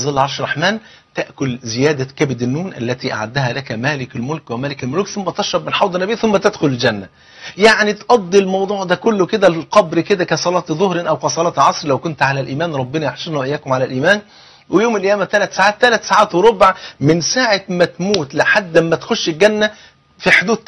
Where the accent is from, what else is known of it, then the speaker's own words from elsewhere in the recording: Egypt; تعرفين الفول عندنا في مصر هنا فرض عين